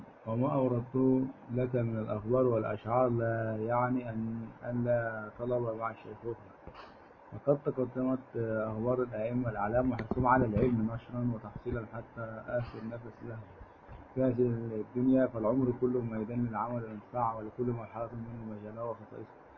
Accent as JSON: {"language": "Arabic", "town": "Aleppo", "region": "Aleppo Governorate", "country": "Syria", "said": "من لطائف بعض باعة الثلج في بلدنا حلب"}